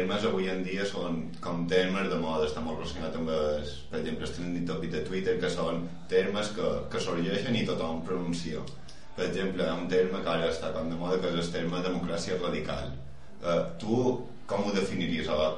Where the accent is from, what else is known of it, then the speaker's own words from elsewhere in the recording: Balearic Islands, Spain; hi ha una frase que a nosaltres com a mallorquins ens va cridar bastant l'atenció